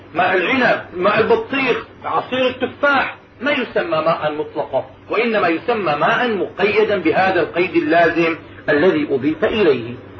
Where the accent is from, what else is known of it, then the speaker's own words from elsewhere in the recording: Damascus, Damascus Governorate, Syria; عندنا في دمشق تعزل الأنهار وتنظف في كل سنة